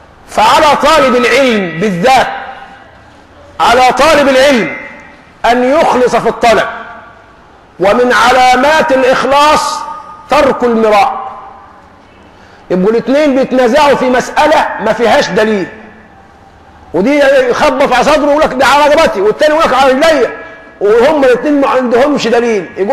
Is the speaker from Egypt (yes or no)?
yes; Egypt; يعني نحن كمصريين